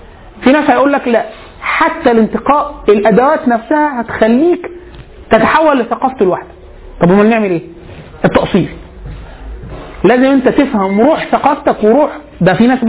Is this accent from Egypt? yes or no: yes; Egypt; ده حتى مش الالم بتاعنا كمصري